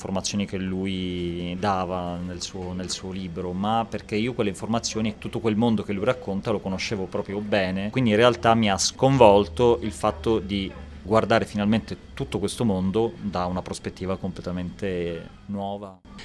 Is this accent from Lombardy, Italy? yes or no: no; Palermo, Sicily, Italy; born there; moved away as an adult; io sono appunto nato a Palermo, mi sono trasferito a Milano a 18 anni per l'università, per veterinaria